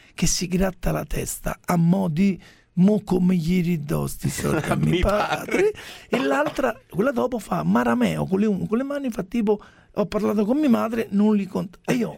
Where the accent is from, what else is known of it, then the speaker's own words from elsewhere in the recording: Rome, Lazio, Italy; non puoi pensare che sono di Roma Nord, sì, di Vigna Stelluti con sta voce.